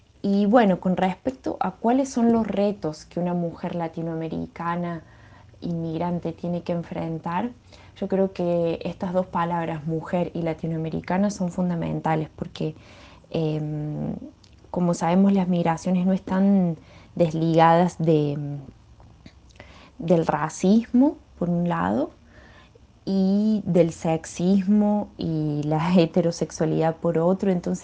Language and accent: Spanish; Argentina; now in São Paulo, Brazil; Soy inmigrante argentina en San Pablo, Brasil